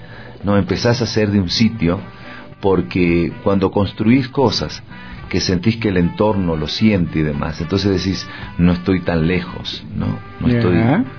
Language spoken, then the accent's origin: Spanish; Argentina; Yo vengo del país de Mafalda, ¿no?